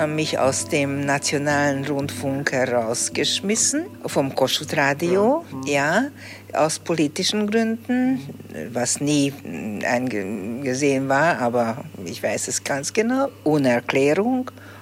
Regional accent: Budapest, Hungary; Ich bin in Budapest aufgewachsen, immer in derselben Wohnung gelebt, von meinem 2. Lebensjahr. Und ich bin ein wirklicher Budapester, glaube ich, eine Budapesterin.

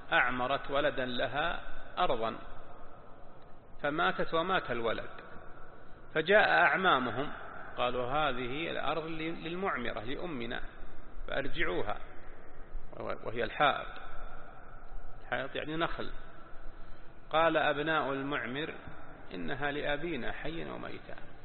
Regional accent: Najd, Saudi Arabia; تسمى عندنا في نجد وصايا وصية

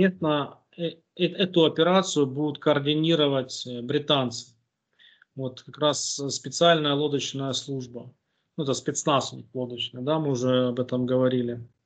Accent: Boryspil, Kyiv Oblast, Ukraine; Киевская область, Борисполь, тогда мой родной город.

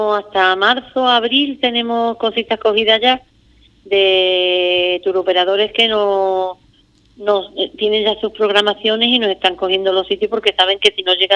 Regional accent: Ubrique, Andalusia, Spain; que mi pueblo tuviera algo específico y especial que se pudiera visitar con ese arraigo y con esa gusto, ¿no?, de que la gente pueda comprender lo que es la historia de Ubrique

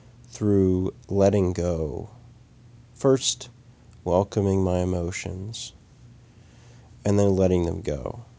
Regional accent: United States; born there; I was born in Western civilization, in the United States of America, where being is not valued nearly as much as doing.

